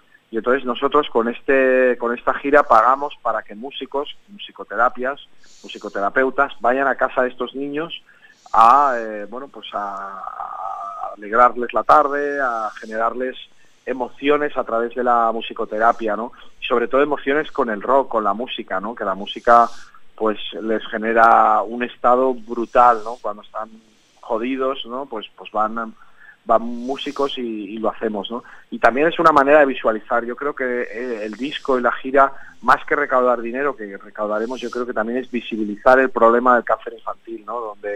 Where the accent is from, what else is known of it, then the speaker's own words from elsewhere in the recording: Sant Feliu de Guíxols, Catalonia, Spain; encontraréis las entradas de Barcelona, Lleida y mi pueblo, ¿no? Donde salió la gira de San Felipe Guíxols.